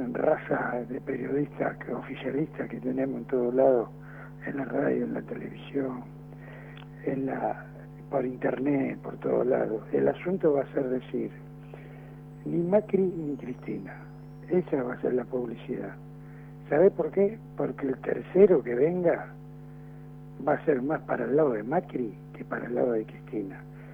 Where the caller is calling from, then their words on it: Buenos Aires, Argentina; de Floresta.